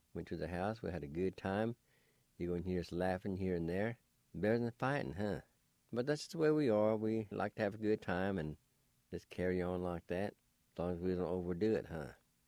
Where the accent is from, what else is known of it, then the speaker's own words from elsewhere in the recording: Jay, Oklahoma, United States; Here's a guy I grew up with in Jay.